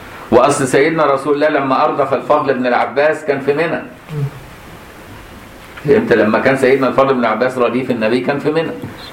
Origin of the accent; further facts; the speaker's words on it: Egypt; مدفون عندنا في مصر الحمد لله